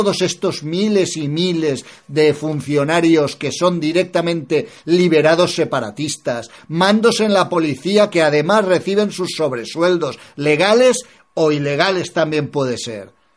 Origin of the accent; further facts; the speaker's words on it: Spain; a mí la casta me da vergüenza como español que ama España